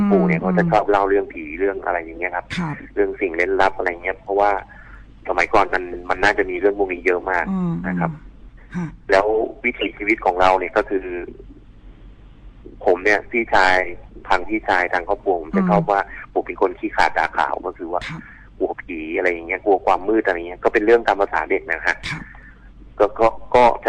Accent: Nakhon Pathom, Thailand; ตอนนี้ผมอายุ46ละผมเกิดในยุค70ครับก็พอดีผมเป็นคนที่พื้นเพเป็นคนที่จังหวัดนครปฐมนะครับเกิดในเมือง

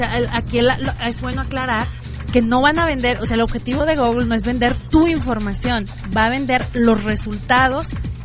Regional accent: Arandas, Jalisco, Mexico; era en Arandas, yo soy de Arandas

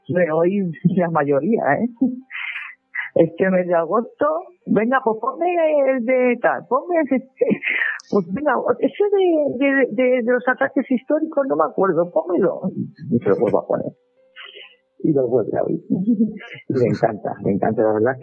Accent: Almansa, Castilla-La Mancha, Spain; Yo soy de Almansa. Y la guerra de sucesión pues pasó a las tierras que es de mi familia.

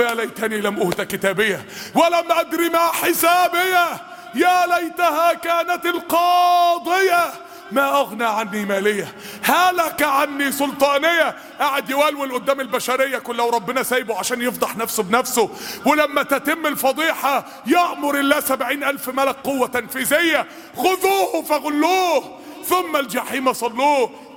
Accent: Egypt; أصلح أحوال بلادنا مصر يا رب العالمين

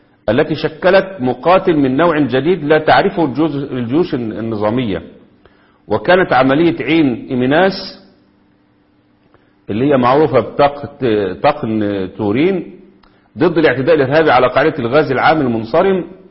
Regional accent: Egypt; عندنا في مصر كده

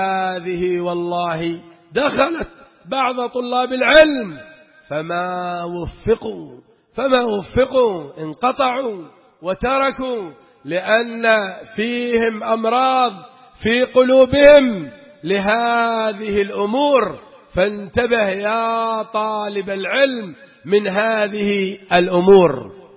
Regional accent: Aden, Yemen; وكنا نحن بعض الأخوة من عدن

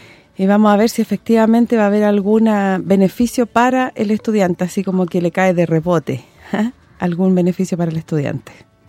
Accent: Chile; Como dicen por ahí, como buen chileno.

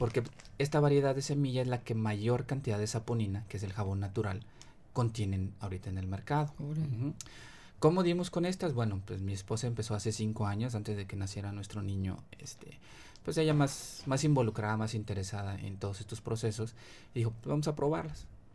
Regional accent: Ciudad Mante, Tamaulipas, Mexico; Yo soy de Ciudad Mante, Tamaulipas, se da otra variedad de semillas

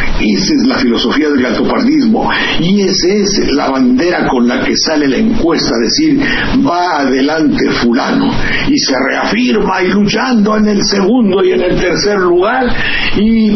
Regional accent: Mexico; con la esencia profunda de que somos mexicanos

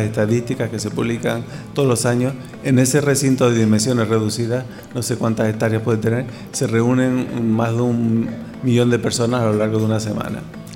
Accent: Canary Islands, Spain; also born or lived in Seville; soy originario de Canarias, pero por circunstancias personales, académicas y profesionales, terminé en Sevilla durante una etapa de mi vida.

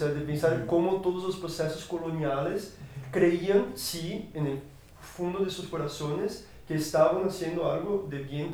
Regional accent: Brazil; Spanish is a second language; bueno, yo soy de Brasil, ¿no?

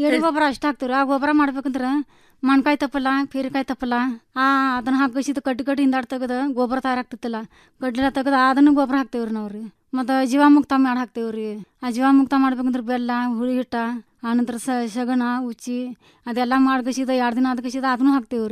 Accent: Ramahonnapur, Karnataka, India; ತಾಲೂಕಾ ಆಳವಾಡ್ರಿ, ಜಿಲ್ಲಾ ಧಾರವಾಡ, ಮುಕಾಂ ಪೋಸ್ಟ್ ರಾಮಹೊನ್ನಪುರ್ರಿ.

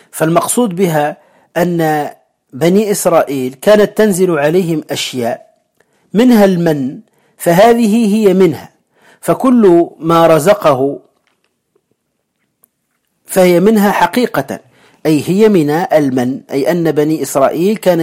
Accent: Morocco; الكمأة هي الفطر الذي يسمى عندنا في المغرب يسمى الترفاس

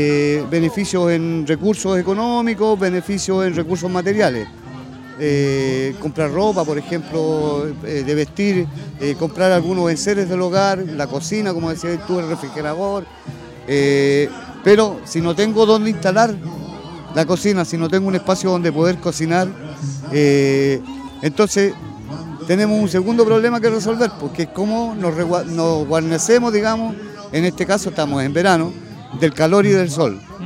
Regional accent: Valparaíso, Chile; Queremos quedarnos en Valparaíso porque somos porteños.

